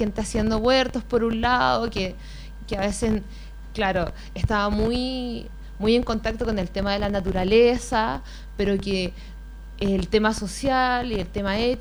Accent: Puente Alto, Santiago Metropolitan Region, Chile; yo soy efectivamente de Puente Alto, nacida y crecida acá. Estudié en el Liceo de las Mercedes, ya, acá muy cerquita en el centro de Puente Alto.

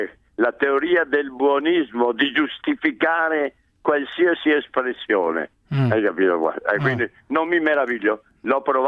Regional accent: Veneto, Italy; adesso io ti parlo da Veneto

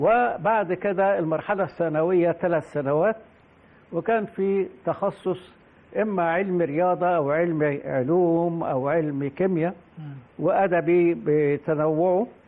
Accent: Mansoura, Dakahlia, Egypt; أنا أحد أبناء مدينة المنصورة، يعني اتولدت في المنصورة وقت أن كان الاحتلال البريطاني موجود، وأنا شفت العساكر الإنجليز في المنصورة على النيل وأنا سني يمكن بتاع 6-7 سنين.

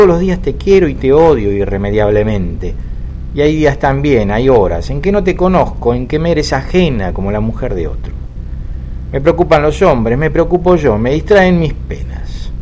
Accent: Argentina; Se nota que soy argentino, se nota.

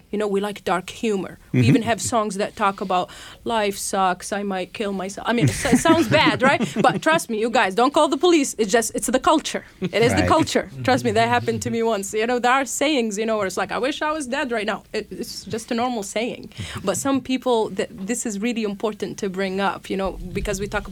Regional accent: Tataouine, Tataouine Governorate, Tunisia; Growing up in Tatooine, we didn't have a beach, so we would have to go to Djerba in the summer.

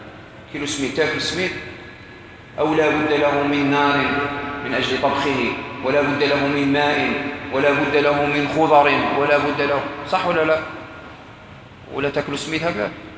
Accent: Morocco; عندنا في المغرب وبلاد الأندلس كان مشهورا عندهم وتوارث نفسه

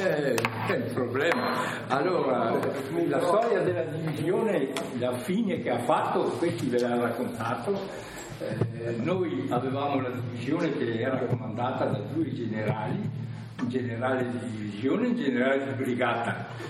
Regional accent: Trentino-Alto Adige, Italy; un trentino dell'Alto Adige

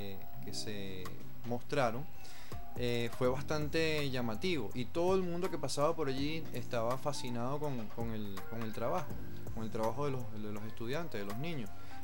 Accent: Venezuela; para nosotros como venezolanos nos identificamos mucho

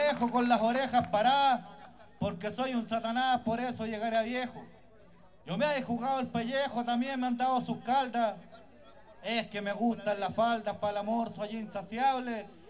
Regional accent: Chile; Nosotros nos vamos a despedir como chilenos que somos con cuecas

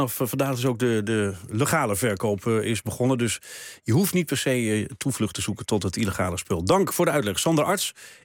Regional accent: Hoogeveen, Drenthe, Netherlands; born there; ik ken het, vlakbij Hogeveen, waar ik geboren ben.

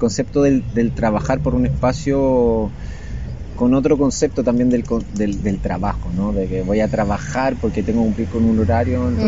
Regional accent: Chile; Vengo de Chile, tengo toda mi familia allá.

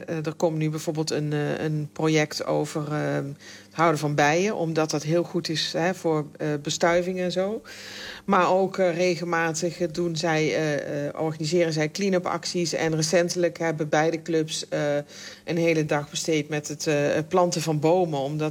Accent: Netherlands; Ik kom natuurlijk uit Nederland en dat is dan, noem ik altijd gekscherend, een concrete jungle.

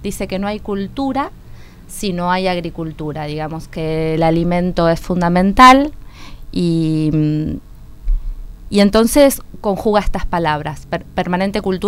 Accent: Buenos Aires, Argentina; born there; soy absolutamente urbana, que nací en Capital Federal

